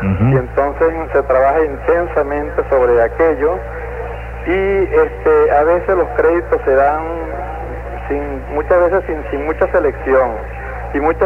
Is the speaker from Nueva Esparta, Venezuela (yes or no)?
yes; La Asunción, Nueva Esparta, Venezuela; De aquí, de la Asunción.